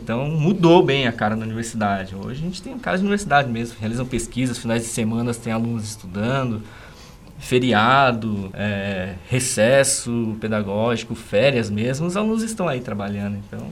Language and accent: Portuguese; São Paulo, Brazil; now in Sorocaba, Brazil; Eu, como paulistano, né, pessoa que nasceu lá em São Paulo, nunca gostei da cidade de São Paulo.